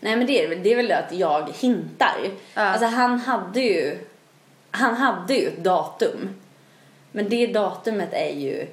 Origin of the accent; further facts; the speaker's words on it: Växjö, Kronoberg County, Sweden; Men jag kommer ju från Växjö